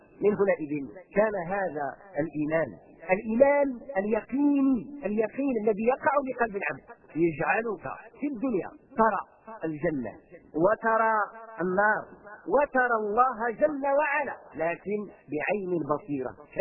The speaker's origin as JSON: {"language": "Arabic", "country": "Morocco", "said": "احنا عندنا في المغرب لأنه قضية جغرافية، عندنا في المغرب الشرقي والغربي، الغربي كيجي مزيان والشرقي كيجي حار"}